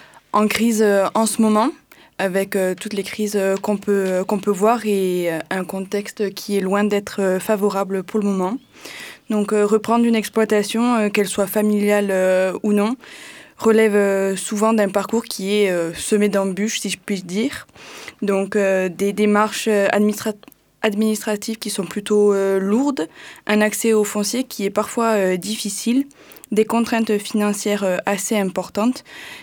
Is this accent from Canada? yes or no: no; Occitanie, France; Tout ça dans ma région d'origine, les Hautes-Pyrénées.